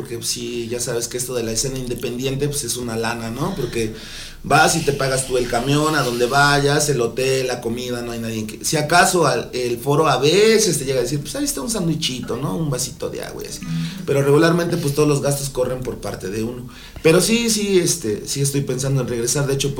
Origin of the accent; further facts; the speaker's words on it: Amecameca, State of Mexico, Mexico; Nada más fui a nacer al extinto DF y me regresaron a mi pueblo.